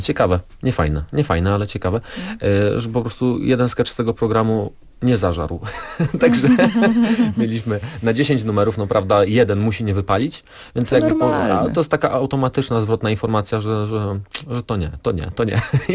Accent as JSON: {"language": "Polish", "town": "Rybnik", "region": "Silesian Voivodeship", "country": "Poland", "said": "bo my jesteśmy z Rybnika, a tam mamy olbrzymi, cudowny Zalew Rybnicki"}